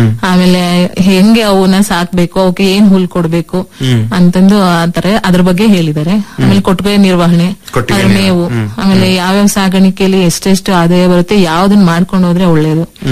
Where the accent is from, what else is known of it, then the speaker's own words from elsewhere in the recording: Barandur, Karnataka, India; ನಮ್ಮ ಬಾರಂದೂರಲ್ಲಿ 400 ಚಿಲ್ಲರೆ ಹಸುಗಳಿದಾವೆ ಸರ್.